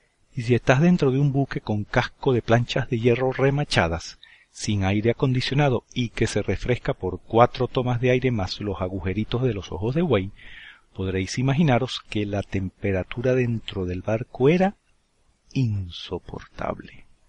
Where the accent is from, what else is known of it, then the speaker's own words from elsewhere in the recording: Caracas, Capital District, Venezuela; Recordad que nací y me crié en Caracas, una ciudad situada a 1000 metros de altura y que goza de un clima templado muy agradable.